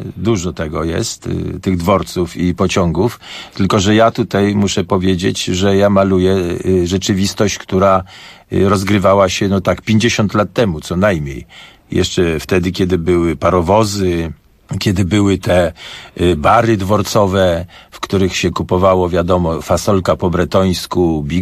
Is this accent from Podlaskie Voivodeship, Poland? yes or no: no; Warsaw, Masovian Voivodeship, Poland; oczywiście jakby ktoś mnie spytał, skąd ja jestem, to ja jestem z Warszawy.